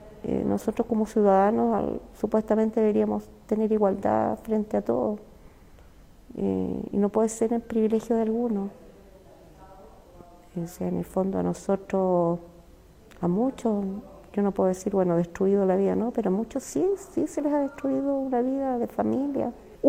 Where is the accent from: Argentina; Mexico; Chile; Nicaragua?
Chile; No, aquí al parecer no somos todos chilenos con las mismas, en el fondo, ni garantías ni beneficios.